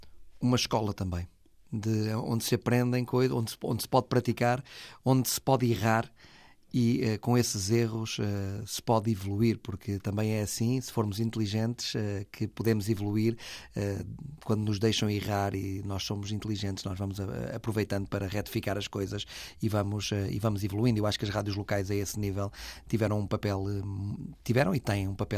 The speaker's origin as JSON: {"language": "Portuguese", "town": "Vila do Conde", "region": "Porto", "country": "Portugal", "said": "em Vila do Conde, que eu sou de Vila do Conde"}